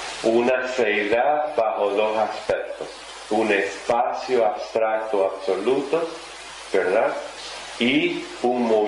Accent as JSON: {"language": "Spanish", "country": "Russia", "said": "yo también soy rusa como Madame Blavatsky."}